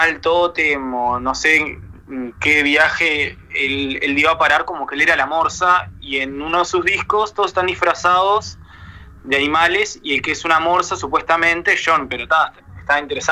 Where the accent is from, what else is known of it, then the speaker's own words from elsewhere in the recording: La Paloma, Rocha, Uruguay; Como nos criamos principalmente en La Paloma